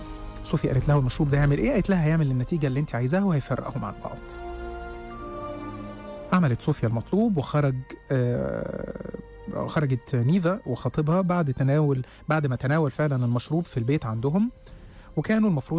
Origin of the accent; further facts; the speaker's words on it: Egypt; لانها كانت طلبات الدجالين عندنا في مصر